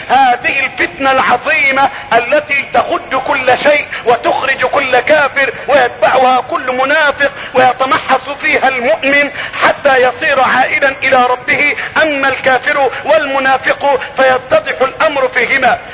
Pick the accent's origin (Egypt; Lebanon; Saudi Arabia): Egypt; بلدتنا مصر